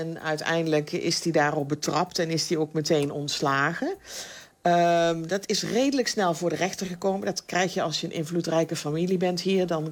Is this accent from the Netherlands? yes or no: yes; Netherlands; Ja, en als Nederlander zijn we natuurlijk heel erg verwend met... bedenk maar, wat voor soort brood kun je in Nederland kopen? En dat is hier niet.